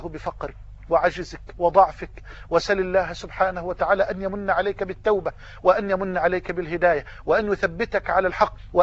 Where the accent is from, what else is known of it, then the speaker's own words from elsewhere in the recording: Egypt; وان تجعل بلدنا مصر واحة للامن والامان